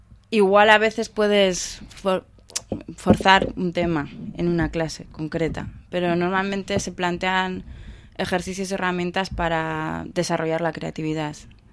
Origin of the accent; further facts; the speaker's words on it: Bilbao, Basque Country, Spain; nosotros como nos movemos somos de Bilbao, hemos estudiado en Bilbao, conocemos a una comunidad de artistas ya en Bilbao.